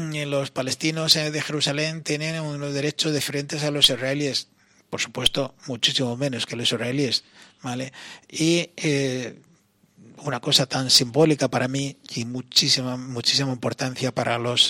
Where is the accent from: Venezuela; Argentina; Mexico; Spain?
Spain; por lo tanto, soy español plenamente